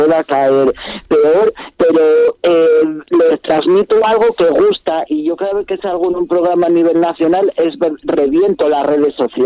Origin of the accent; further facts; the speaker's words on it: Sanabria, Castile and León, Spain; aquí soy muy reclamado, gracias a Dios, en mi tierra, lo que es en Zamora capital no, pero lo que es en mi tierra, en Sanabria, vamos, de pueblo en pueblo y tal, y aquí soy muy reclamado.